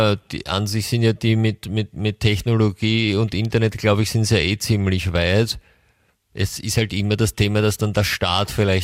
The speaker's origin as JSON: {"language": "German", "country": "Austria", "said": "bei uns in Österreich läuft das über ein ORF oder?"}